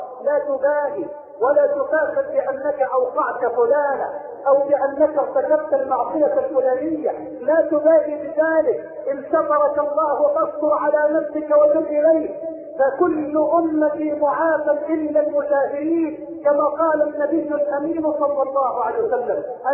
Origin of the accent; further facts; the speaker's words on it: Egypt; اللهم اجعل بلدنا مصر واحة للامن والامان